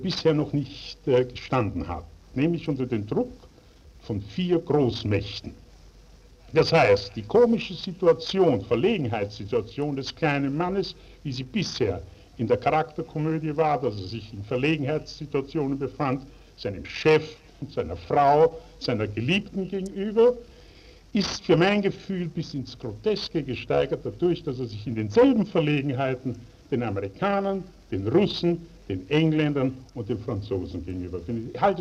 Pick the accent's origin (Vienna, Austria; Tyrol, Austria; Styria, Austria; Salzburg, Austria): Vienna, Austria; Also warum ich gerade Wien gewählt habe, ich glaube, Wien ist doch schließlich und endlich meine Heimat. Die Mundart ist mir die natürlichste.